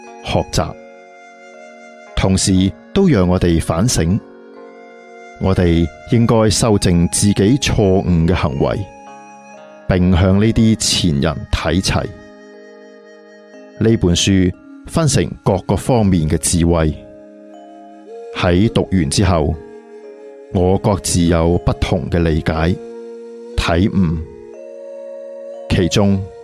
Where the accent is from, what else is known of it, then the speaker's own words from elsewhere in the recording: Taipei, Taiwan; 由于我是台北人，跑到台南来读书，每次从台南回家单趟就需要四五个小时了